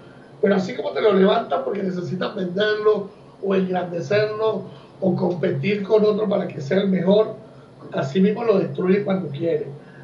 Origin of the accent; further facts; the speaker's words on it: Uruguay; Yo que he tenido bastante chance como uruguayo